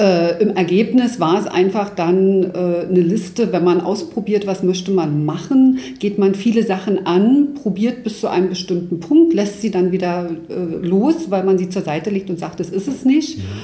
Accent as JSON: {"language": "German", "region": "East Germany", "country": "Germany", "tie": "born or raised there", "said": "Ich bin im Osten geboren und aufgewachsen."}